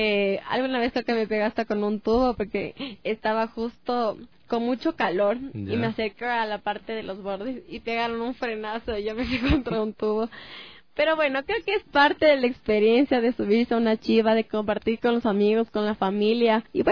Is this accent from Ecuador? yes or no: yes; Quito, Pichincha, Ecuador; nosotros como quiteños primero conozcamos nuestra historia, nuestra cultura